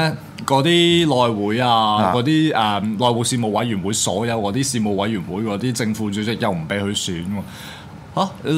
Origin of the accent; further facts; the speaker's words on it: Hong Kong; 但係咧，即係我哋香港人收咗幾多空頭支票啊